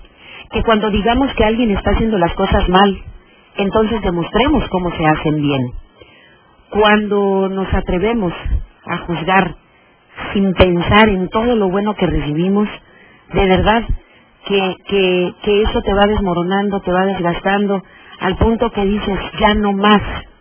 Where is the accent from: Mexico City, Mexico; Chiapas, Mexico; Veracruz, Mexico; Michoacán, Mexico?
Veracruz, Mexico; soy doblemente orgullosa, una porque soy mexicana y dos porque soy veracruzana.